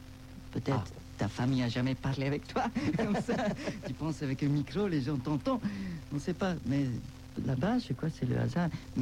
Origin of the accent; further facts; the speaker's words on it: Switzerland; Je suis suisse, quoi.